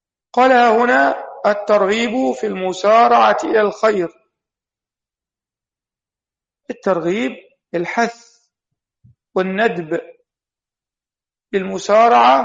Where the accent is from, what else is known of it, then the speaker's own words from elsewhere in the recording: Egypt; وهي إحدى الدور عندنا في مصر